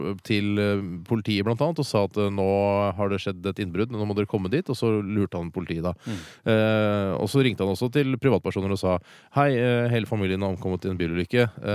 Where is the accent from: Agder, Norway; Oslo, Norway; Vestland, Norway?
Oslo, Norway; Men vi har jo aldri opplevd homecoming, fordi vi er jo fra Oslo, og har bodd i Oslo hele livet